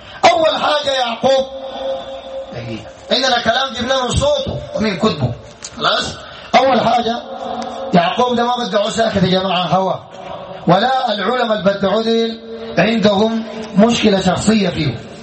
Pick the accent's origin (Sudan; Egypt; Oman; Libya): Sudan; بدع عندنا في السودان